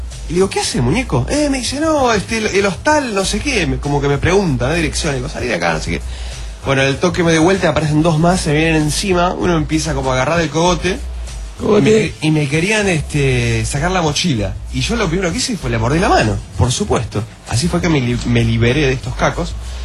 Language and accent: Spanish; Uruguay; soy uruguayo, le dije al chabón.